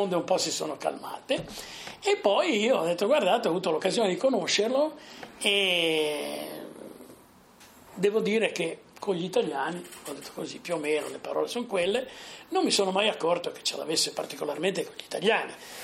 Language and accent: Italian; Sarzana, Liguria, Italy; siamo mezzi toscani, mezzi non siamo più liguri. Io poeticamente dico che la mia terra sarzana è quella zona benedetta da Dio che non è più Liguria, ma non è ancora Toscana